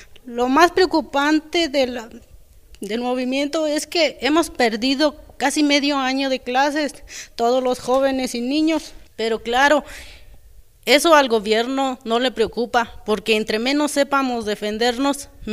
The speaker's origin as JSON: {"language": "Spanish", "town": "Cherán", "region": "Michoacán", "country": "Mexico", "said": "Soy de Cherán, Michoacán, una comunidad que está en pie de lucha por defender sus bosques y sus desaparecidos."}